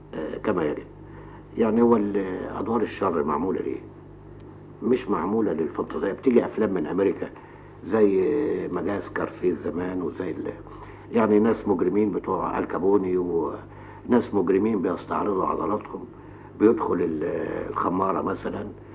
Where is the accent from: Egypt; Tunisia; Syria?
Egypt; او انا مصري ادافع على اثار بلدي